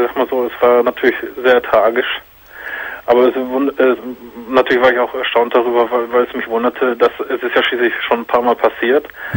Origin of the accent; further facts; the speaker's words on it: Hagen, North Rhine-Westphalia, Germany; Bei mir ist das zum Beispiel so, ich komme ja aus Hagen.